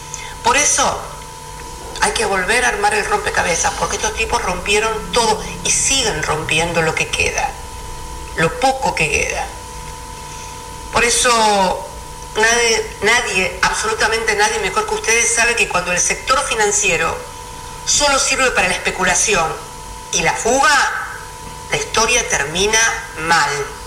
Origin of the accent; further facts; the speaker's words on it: Argentina; nos deben ocupar tanto como argentinos y como militantes